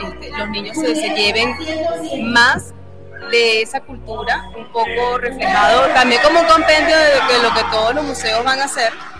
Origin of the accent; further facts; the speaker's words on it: Venezuela; nosotros como venezolanos tenemos nuestra cultura